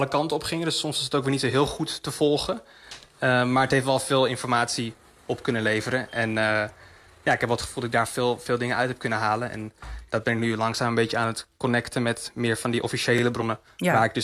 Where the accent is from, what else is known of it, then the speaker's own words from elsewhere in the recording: Amsterdam, North Holland, Netherlands; Ik ben opgegroeid in Amsterdam Nieuw-West. Dus ik had daar heel veel verschillende culturen om me heen.